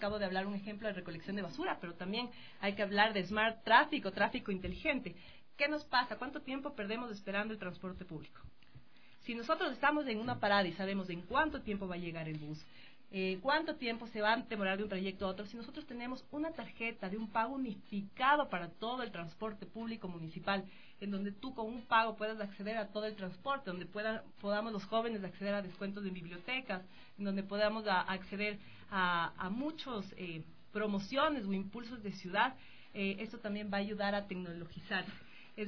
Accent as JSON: {"language": "Spanish", "town": "Quito", "region": "Pichincha", "country": "Ecuador", "said": "una ciudad en donde primero nos sentamos identificados como quiteños"}